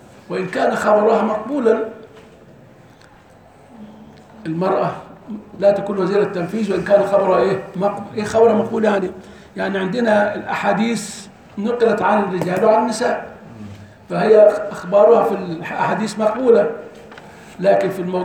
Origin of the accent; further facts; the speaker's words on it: Egypt; لان احنا عندنا في مصر احيانا قد يولى